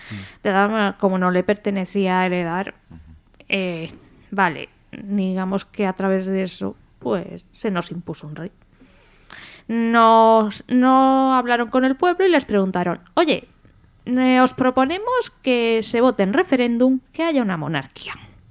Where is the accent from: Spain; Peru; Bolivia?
Spain; también me considero republicana, pero también como española y persona del mundo